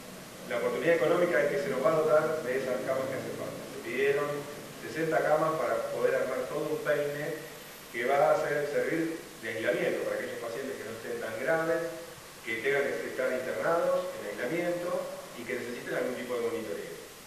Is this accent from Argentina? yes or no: yes; Florencio Varela, Buenos Aires Province, Argentina; born there; Yo soy nacido en Plancha Varela, acá en una ciudad muy cercana